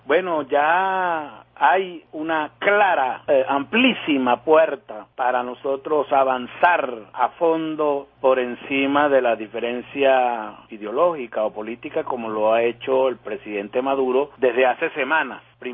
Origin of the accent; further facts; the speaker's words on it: Venezuela; nos esperanzó mucho como venezolanos